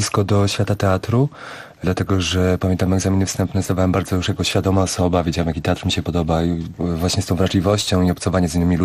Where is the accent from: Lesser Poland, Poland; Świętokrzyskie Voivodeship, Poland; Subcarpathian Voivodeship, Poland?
Świętokrzyskie Voivodeship, Poland; Sandomierz; born there; Ja natomiast urodziłem się w pięknym mieście położonym nad Wisłą, a mianowicie w Sandomierzu.